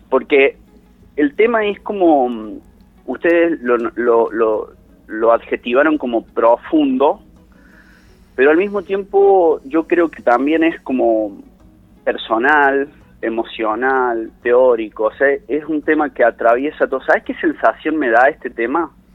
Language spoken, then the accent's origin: Spanish; Mina Clavero, Córdoba, Argentina; Y yo me crié en Mina Clavero, cuando Mina Clavero todavía ya era un lugar súper turístico